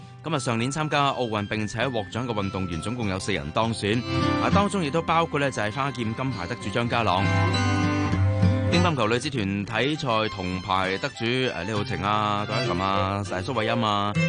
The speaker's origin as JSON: {"language": "Cantonese", "country": "Hong Kong", "said": "我哋香港人"}